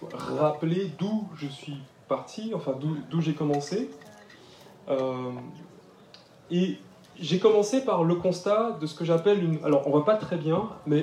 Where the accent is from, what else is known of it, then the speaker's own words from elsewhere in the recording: Martinique, France; Quand j'ai grandi en Martinique, j'avais les deux intérêts qui étaient pour moi, que je n'arrivais pas encore à lier.